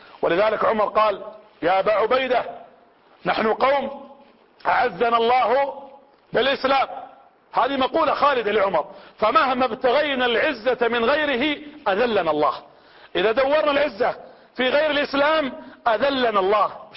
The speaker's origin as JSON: {"language": "Arabic", "town": "Riyadh", "region": "Riyadh Province", "country": "Saudi Arabia", "said": "وانا من هنا من المملكة العربية السعودية ومن عاصمتها الرياض ومن العمارية ومن قرية زيد رصيدك"}